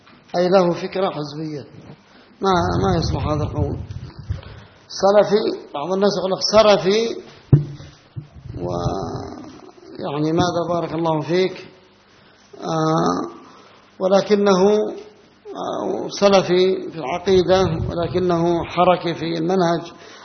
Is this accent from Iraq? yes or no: no; Yemen; عندنا في اليمن الشعبانية يقولونها